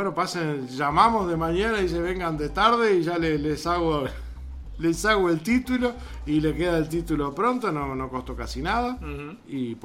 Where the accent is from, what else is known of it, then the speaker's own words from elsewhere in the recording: Uruguay; Que uno de los valores que nosotros siempre decimos como Uruguay, como uruguayos que tenemos, es la solidaridad.